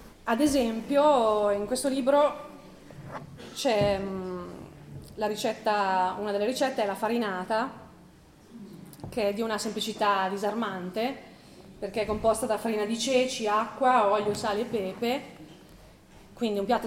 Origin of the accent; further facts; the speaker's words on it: Pavia, Lombardy, Italy; born there; now in San Zenone al Po, Italy; sono nata a Pavia, vivo a San Zenone al Po, che è un paesino qui vicino, sulle rive del Po.